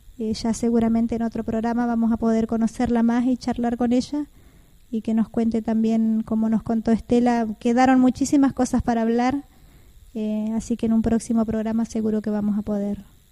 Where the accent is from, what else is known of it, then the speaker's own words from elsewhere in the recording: Argentina; representar nuestro país que es la Argentina, como argentinos.